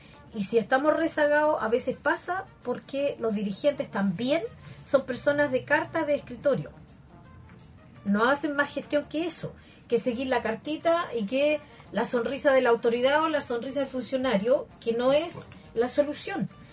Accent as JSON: {"language": "Spanish", "town": "Concepción", "region": "Biobío", "country": "Chile", "said": "Soy de Pedro del Río."}